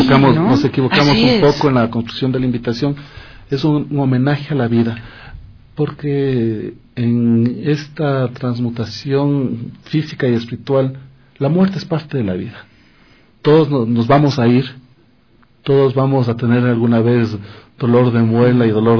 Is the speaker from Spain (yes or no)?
no; Ecuador; Y creo que es nuestra labor como ecuatorianos investigar un poco lo que estamos haciendo